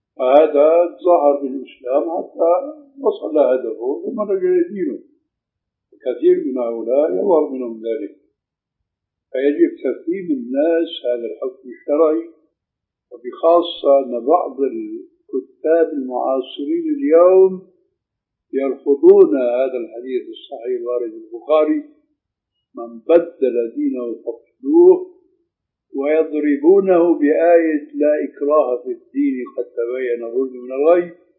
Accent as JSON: {"language": "Arabic", "country": "Syria", "said": "أشبه شيء فيما يبدو لي بالحلاقة الإنجليزية هذا تعرف عندنا في سوريا."}